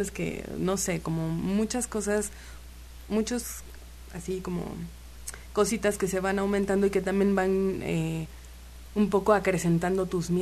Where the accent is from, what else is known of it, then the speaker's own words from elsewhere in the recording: Xalapa, Veracruz, Mexico; now in Cancún, Mexico; Yo soy de aquí de Jalapa y me fui a Cancún.